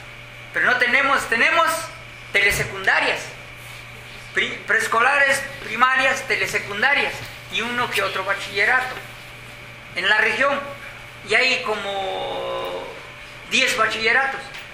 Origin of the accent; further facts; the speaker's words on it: Puebla, Mexico; Mire, así yo vengo del estado de Puebla, la Sierra Negra de la región de Tehuacán